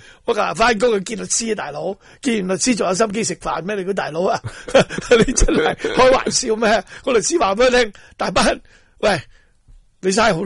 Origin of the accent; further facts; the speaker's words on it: Hong Kong; 我系香港人